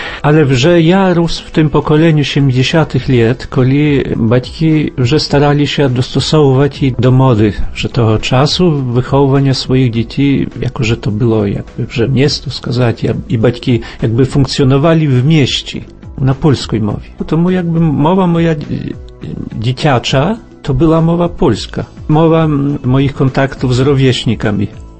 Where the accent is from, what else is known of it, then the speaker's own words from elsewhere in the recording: Studziwody, Podlaskie Voivodeship, Poland; Ну я підкреслюю то, що я зі Студзівод.